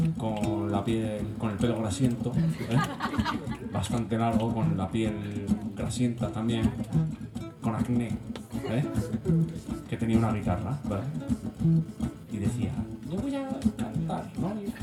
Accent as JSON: {"language": "Spanish", "town": "Madrid", "region": "Community of Madrid", "country": "Spain", "said": "que soy de Madrid"}